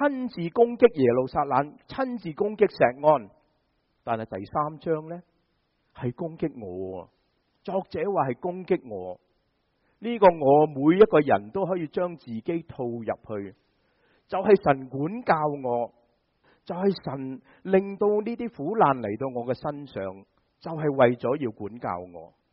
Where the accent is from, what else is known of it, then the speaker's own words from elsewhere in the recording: China; 这个就好像我们中国人说被人唱衰晒